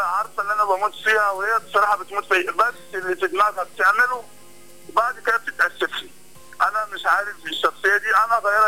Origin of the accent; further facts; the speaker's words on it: Cairo, Cairo Governorate, Egypt; منور القاهرة والله، يعني أنا من القاهرة